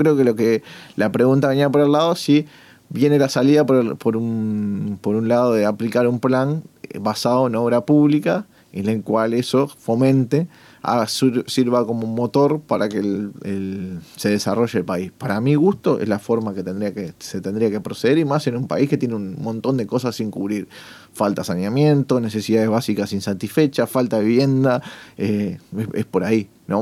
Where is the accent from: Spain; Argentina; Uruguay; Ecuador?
Uruguay; yo soy uruguayo